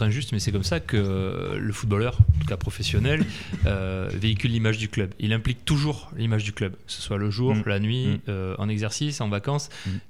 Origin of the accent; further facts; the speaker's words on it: Lège-Cap-Ferret, Nouvelle-Aquitaine, France; Moi je suis de l'Eche Cap Ferret, j'ai grandi